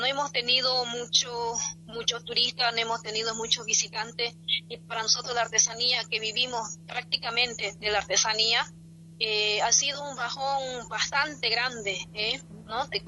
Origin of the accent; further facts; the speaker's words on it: Riberalta, Beni, Bolivia; Así que yo desde acá, desde mi pueblo Riberalta, solo decirle que tenemos que trabajar bastante